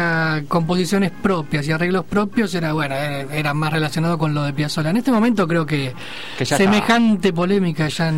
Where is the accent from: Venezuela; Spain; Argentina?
Argentina; Buenos Aires; Somos todos de Buenos Aires.